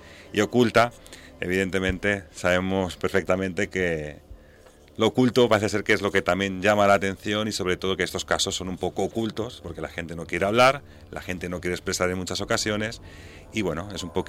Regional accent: Catalonia, Spain; Me encanta el catalán, soy catalán, con lo cual hacer un programa en catalán es algo que también me gusta.

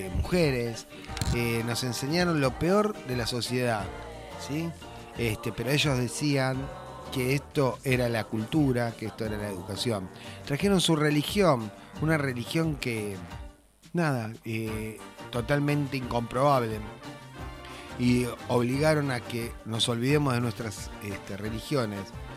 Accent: Paso de la Patria, Corrientes, Argentina; En mi pueblo, que se llamaba Paso de la Patria

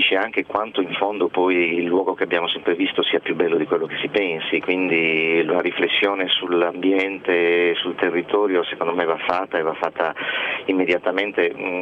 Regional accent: Berchida, Sardinia, Italy; born there; proprio a Berchida, il mio paese natale

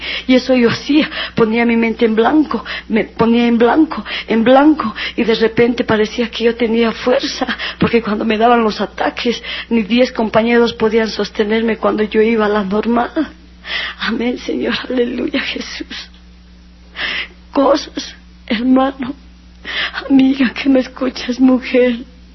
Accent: La Paz, Bolivia; Yo andaba camote, como se dice aquí en La Paz, en mi país, cuando estamos enamorados.

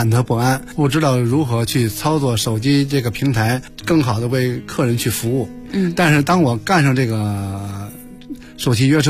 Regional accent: Beijing, China

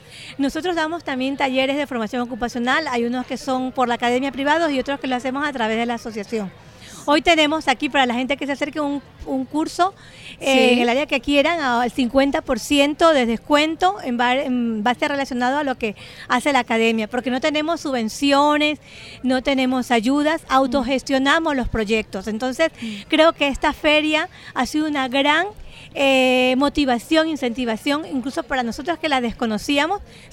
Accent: Ecuador; moved away as an adult; now in Spain; yo también soy ecuatoriana, soy mujer migrante. Llegué hace 22 años aquí a España con dos carreras acabadas

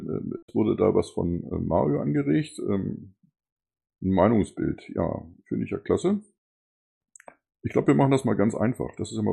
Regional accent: Hanover, Lower Saxony, Germany; Als Hannoveraner, Niedersachse, ist natürlich Wolfenbüttel die Erreichbarkeit immer eine relativ subjektive Geschichte.

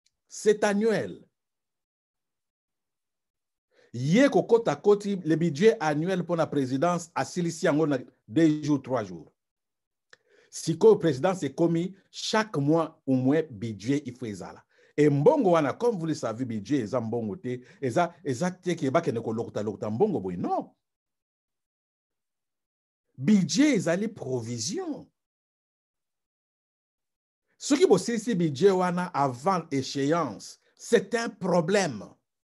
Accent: DR Congo; Parce que chez nous au Congo les enquêtes

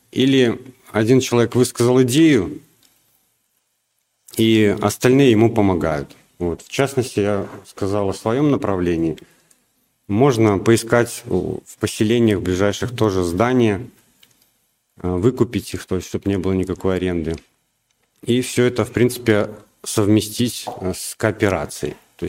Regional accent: Belarus; now in Russia; я, например, приехал с Беларуси. В России здесь столкнулся с проблемой, что у нас в Беларуси продукты намного лучше, чем в России.

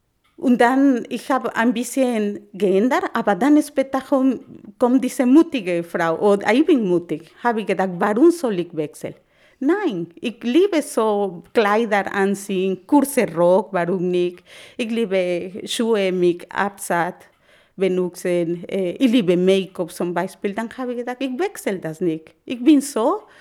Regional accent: Mexico; German is a second language; now in Germany; Ich als Mexikaner habe ich diese, ja, immer diese Schönheit zu sein.

